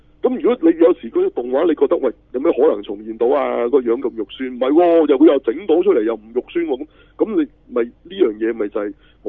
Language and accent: Cantonese; China; 我系中国人嚟嘅吓。